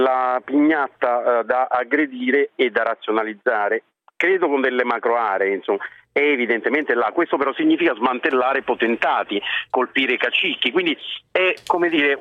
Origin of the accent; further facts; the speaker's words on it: Lazio, Italy; io sono laziale, peraltro di sangue campano